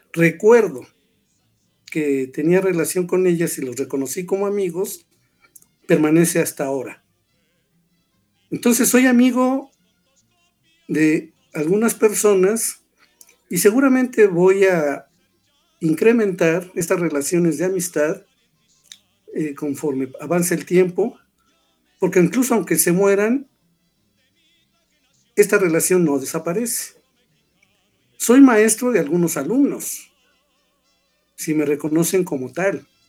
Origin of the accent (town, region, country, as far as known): Mexico